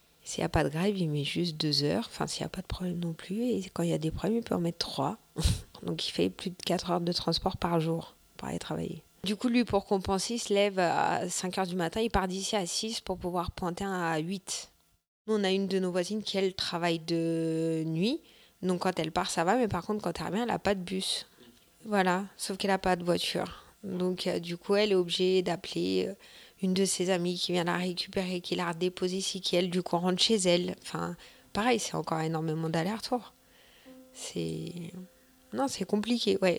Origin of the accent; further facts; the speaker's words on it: Vitry-sur-Seine, Île-de-France, France; Je viens de Vitry-sur-Seine, qui est une très grosse ville. Beaucoup, beaucoup, beaucoup d'habitants au centimètre carré.